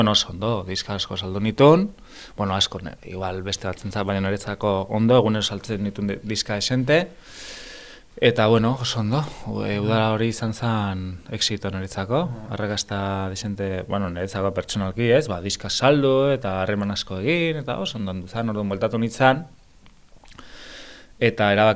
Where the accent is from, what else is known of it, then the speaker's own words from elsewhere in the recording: Basque Country, Spain; nik euskalduna naiz